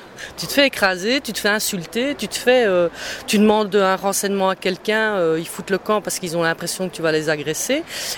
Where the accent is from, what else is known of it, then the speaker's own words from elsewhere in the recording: Charleroi, Wallonia, Belgium; quand on est de Charleroi, ben voilà, on est de Charleroi, et c'est une fois qu'on est à l'extérieur de Charleroi, on peut pas attaquer la ville